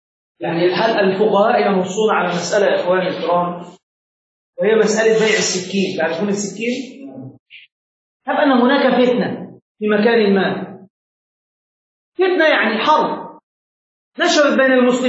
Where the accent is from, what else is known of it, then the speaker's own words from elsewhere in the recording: Egypt; كما عندنا في مصر هنا